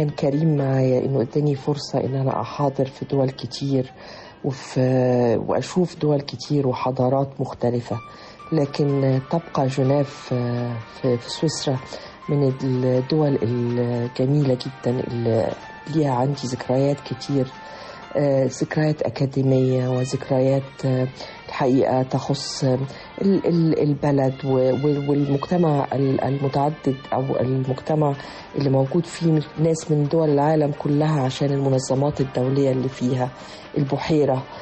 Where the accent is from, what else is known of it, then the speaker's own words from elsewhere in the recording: Tripoli, Tripoli District, Libya; وكانت الطفولة والأيام الأولى في طرابلس في ليبيا، بلد جميلة الحقيقة وبلد رائعة وعلى البحر، وكان ناسها هادين وطيبين وفيهم صفات رائعة.